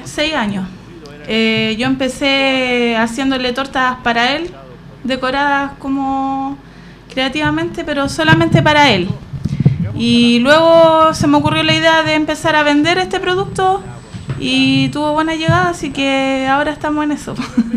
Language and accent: Spanish; La Pintana, Santiago Metropolitan Region, Chile; Y bueno, yo me crié ahí desde que nací. Yo nací en La Pintana.